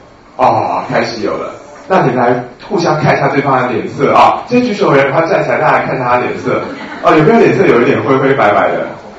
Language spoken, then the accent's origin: Chinese; Taiwan; 因为我们台湾人普遍来讲脉都很虚啊。我觉得我们台湾的这种阴阳虚实是有坐标偏离的现象